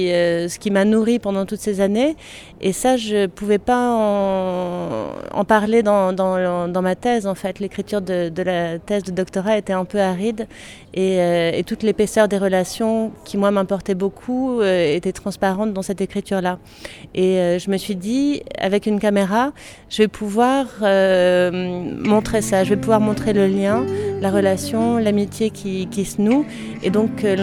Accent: Puy-Saint-Vincent, Provence-Alpes-Côte d'Azur, France; Je viens moi-même d'un petit village des Hautes-Alpes puisque je suis née et j'ai grandi à Puy-Saint-Vincent. Et mes grands-parents paternels étaient agriculteurs.

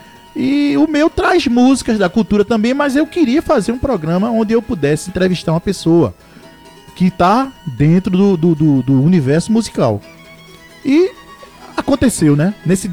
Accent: Pernambuco, Brazil; Eu sou de Pernambuco e tenho o maior orgulho, rapaz.

